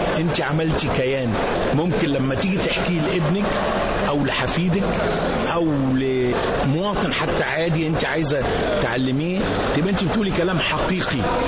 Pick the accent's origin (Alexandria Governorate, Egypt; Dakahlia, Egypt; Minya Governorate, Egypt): Alexandria Governorate, Egypt; Alexandria; لأن أنا كنت أصلا من اسكندرية